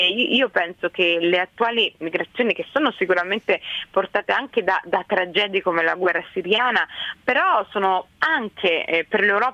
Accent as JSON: {"language": "Italian", "country": "Somalia", "said": "il mio paese di origine, la Somalia, ha vissuto 23 anni di guerra civile e adesso 2 anni di instabilità comunque"}